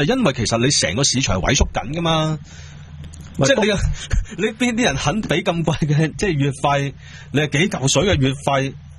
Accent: Hong Kong; 而我哋香港人即係對佢哋嗰個期望咧，亦都唔會太過分

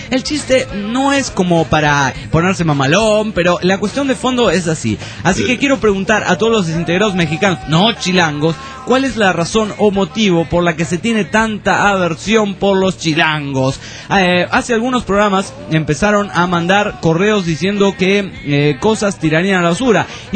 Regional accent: Pereira, Risaralda, Colombia; Soy colombiano, de la ciudad de Pereira.

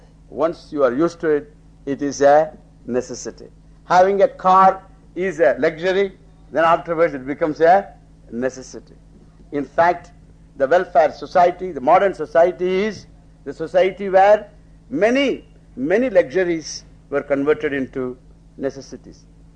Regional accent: Tamil Nadu, India; moved away; When I was growing up in Tamil Nadu, in a small village, there even wearing a pair of shoes was a great luxury.

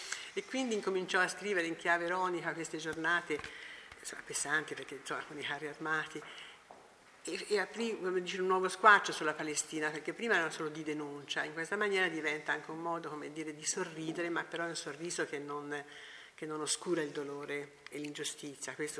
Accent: Amman, Amman Governorate, Jordan; Italian is a second language; E per me, sono cresciuta in Amman, sempre sentito da questa casa.

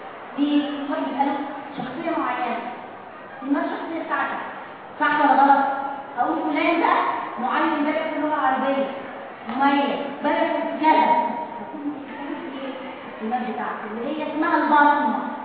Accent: Egypt; الدليل على كده عندنا في مصر المدرسه الشامله

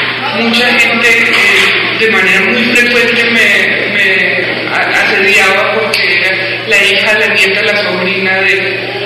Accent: Bogotá, Colombia; Yo nací en Bogotá, me crié en Bogotá, soy hija de un profesor de la Universidad Nacional.

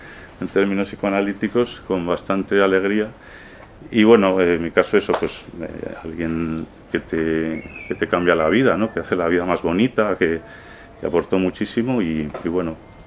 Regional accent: Burgos, Castile and León, Spain; porque no soy sevillano, yo soy de Burgos y me cuesta entender esas cosas.

